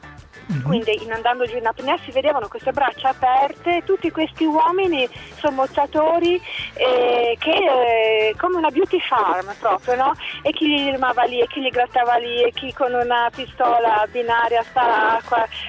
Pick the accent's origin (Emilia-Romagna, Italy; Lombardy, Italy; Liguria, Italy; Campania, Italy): Liguria, Italy; Genoa; fra l'altro io sono genovese